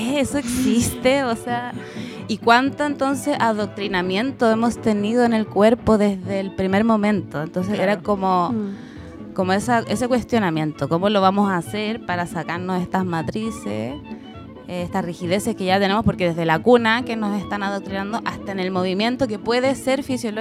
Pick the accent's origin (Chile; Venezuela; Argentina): Chile; Santiago, Santiago Metropolitan Region; also born or lived in Valparaíso Region; oriunda de Santiago hasta hace poco. El año pasado me vine a vivir a la quinta región. Ya había tenido un tránsito por acá, pero breve, así que ahora retomé mi estadía.